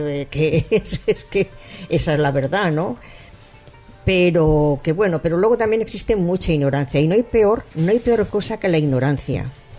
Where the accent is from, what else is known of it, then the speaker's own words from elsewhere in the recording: Spain; yo me considero, pues oye, española sí